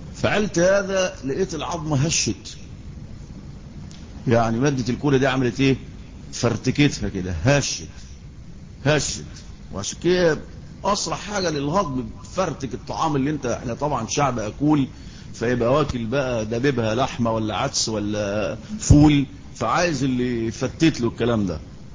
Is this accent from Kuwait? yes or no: no; Egypt; وعندنا في مصر يعني اي ضيف بيجي بتاع انزل جيب ازازة كولا